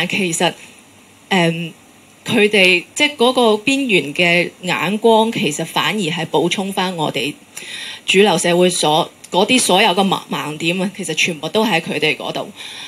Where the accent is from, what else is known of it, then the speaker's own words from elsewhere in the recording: China; now in Hong Kong; 我係內地嚟咯，我係一個即係無論你係覺得新移民係有正面定係負面嘅意思，我就係真係一個新移民咯。